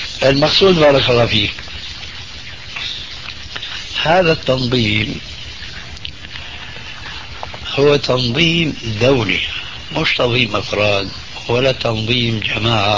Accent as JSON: {"language": "Arabic", "country": "Syria", "said": "أنا باعتباري سوري"}